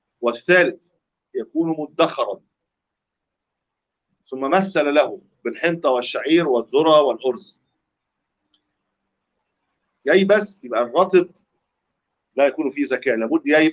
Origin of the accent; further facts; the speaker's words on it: Egypt; قد لا يكون عندنا في مصر التمر قوت